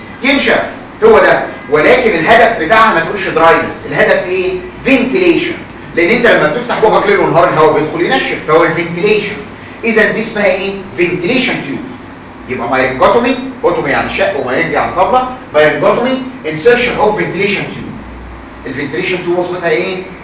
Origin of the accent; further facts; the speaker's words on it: Egypt; الغلطه عندنا في مصر بعض الدكاتره